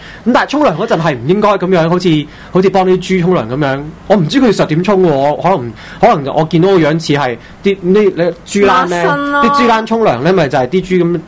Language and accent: Cantonese; Hong Kong; 那個情況同我哋香港人一模一樣咯